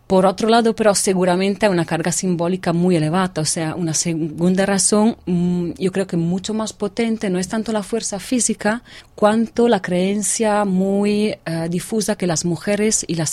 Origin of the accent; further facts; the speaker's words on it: Venice, Veneto, Italy; llevo años, soy de Venecia, llevo años ocupándome de marinos